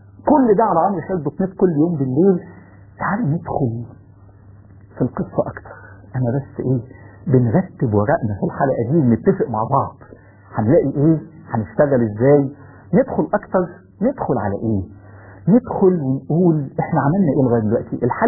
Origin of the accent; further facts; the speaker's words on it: Egypt; حتى لو كان الظالم أصل المصريين وأنا مصري